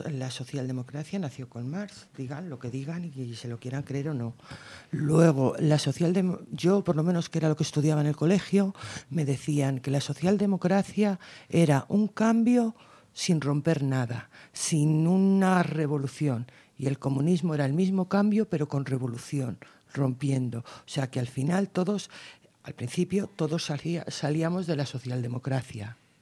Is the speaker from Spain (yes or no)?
yes; Guadalajara, Castilla-La Mancha, Spain; Y sobre todo en la zona de Castilla-La Mancha, yo vengo de Guadalajara